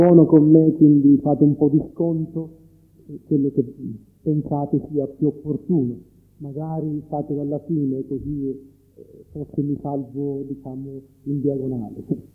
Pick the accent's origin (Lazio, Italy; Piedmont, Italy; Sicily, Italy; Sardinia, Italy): Sicily, Italy; Io sono siciliano e quindi figlio della cristianità